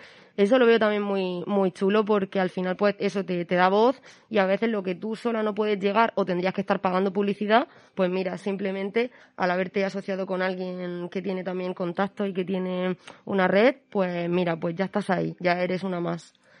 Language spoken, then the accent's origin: Spanish; Madrid, Community of Madrid, Spain; now in Murcia, Spain; Veo como madrileña que soy realmente, estoy enamorada de Murcia y la prefiero mil veces antes que Madrid